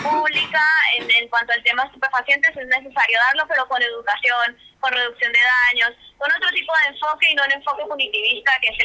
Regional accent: Colombia; now in Argentina; Soy colombiana, hace 14 años vivo acá

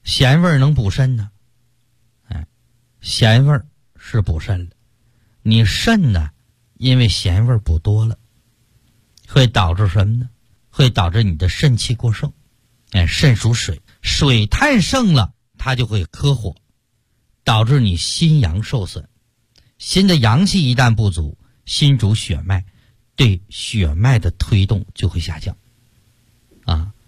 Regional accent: Shanghai, China; 冬天像我们上海人爱吃甜的

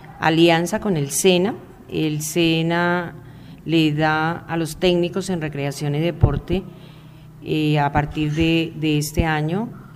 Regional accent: Ubaque, Cundinamarca, Colombia; Yo soy natural de Ubaque, he vivido y trabajado siempre en Ubaque, pues en mis inicios trabajé en Medina, trabajé en Guayabetal, pero luego definitivamente en Ubaque.

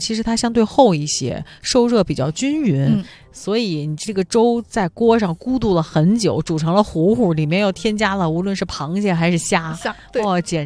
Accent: China; 哎呀，你说是我们中国人真的是好吃、爱吃，也喜欢吃、钻研吃。

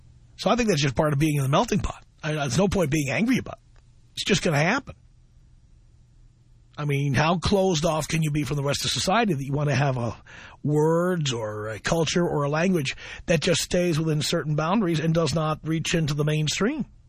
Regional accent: New York City, New York, United States; I grew up in the South Bronx around black folks.

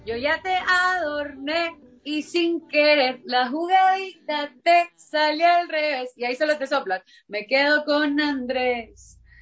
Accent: Ecuador; como mujer, como artista ecuatoriana, son cosas que te tocan

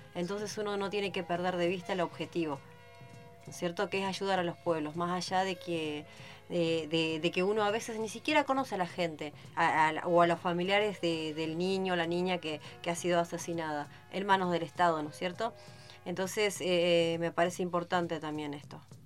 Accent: Costa de Lepá, Chubut, Argentina; Nosotros somos de Costa de Lepa

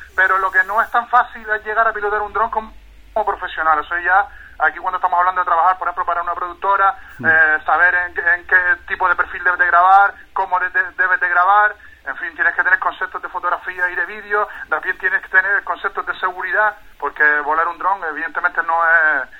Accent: La Aldea de San Nicolás, Canary Islands, Spain; visitar lugares de mi tierra, porque yo soy aldeano de la aldea San Nicolás

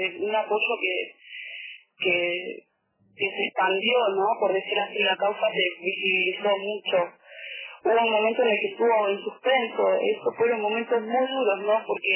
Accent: Bariloche, Río Negro, Argentina; Bueno, yo soy de Bariloche.

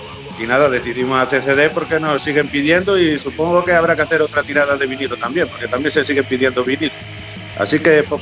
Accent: Ponferrada, Castile and León, Spain; nosotros somos de Ponferrada, una ciudad que es pequeña

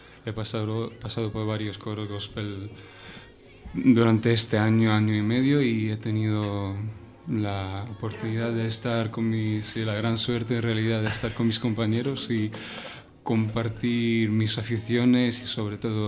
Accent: Kyiv, Ukraine; Spanish is a second language; now in Madrid, Spain; Pues soy de Ucrania, soy de Kiev. Ya, ajá, llevo casi 2 años en Madrid.

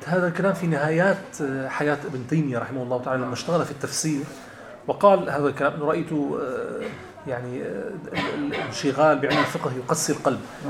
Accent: Latakia, Latakia Governorate, Syria; also born or lived in Damascus; أنا من اللاذقية، مدينة اللاذقية، ولكن درست في دمشق.

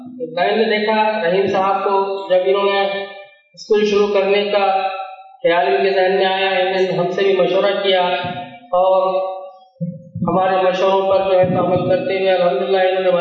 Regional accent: Maharashtra, India; میری مادری زبان اردو ہے لیکن میری سری تعلیم مراٹھی رہی ہے، ہم ان بدنصیبوں میں سے ہیں جب یہاں اردو چہارم تک ہی تھی

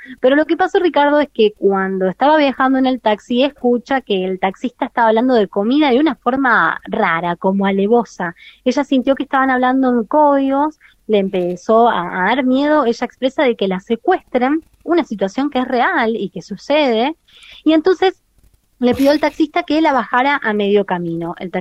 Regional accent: San Jorge, Santa Fe, Argentina; also born or lived in Rosario; Yo viví 5 años en Rosario, recuerdo que llegaba, yo soy de San Jorge, llegaba a la terminal a la 1 de la mañana

